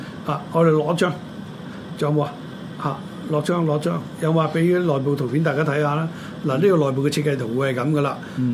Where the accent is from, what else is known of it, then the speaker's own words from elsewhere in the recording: Hong Kong; 我哋香港人叫洋房啦